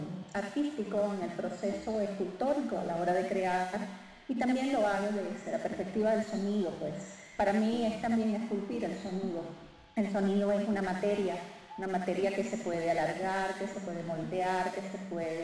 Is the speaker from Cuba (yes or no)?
yes; Havana, Cuba; now in Bogotá, Colombia; Vengo de La Habana, Cuba, y ahorita todo mi trabajo se está desarrollando en Bogotá, Colombia.